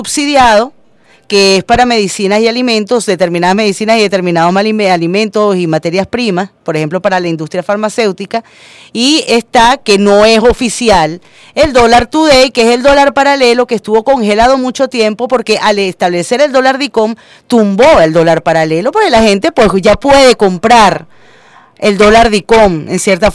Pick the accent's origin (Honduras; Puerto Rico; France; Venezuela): Venezuela; Todos como venezolanos